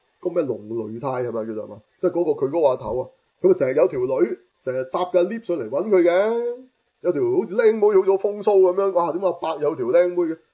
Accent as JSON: {"language": "Cantonese", "country": "Hong Kong", "said": "我哋香港人好熟悉嘅"}